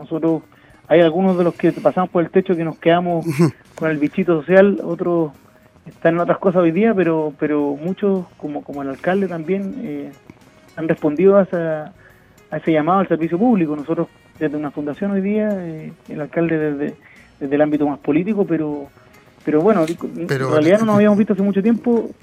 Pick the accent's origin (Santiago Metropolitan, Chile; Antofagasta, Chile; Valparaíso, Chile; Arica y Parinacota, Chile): Santiago Metropolitan, Chile; Recoleta; yo soy de la zona norte, soy de Recoleta, así que siempre he estado en contacto con las comunas de Renca, Independencia, Conchalí, desde chico.